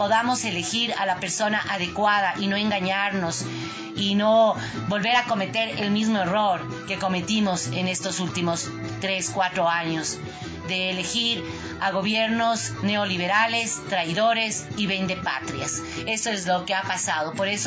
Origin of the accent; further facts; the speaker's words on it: Ecuador; todos los derechos que tenemos como ecuatorianas y ecuatorianos.